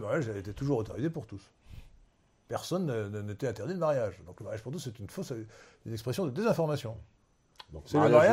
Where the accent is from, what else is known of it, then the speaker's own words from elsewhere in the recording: Brittany, France; now in Versailles, France; j'ai une patrie bretonne, une patrie versaillaise, parce que je suis un breton immigré, si je puis dire, à Versailles.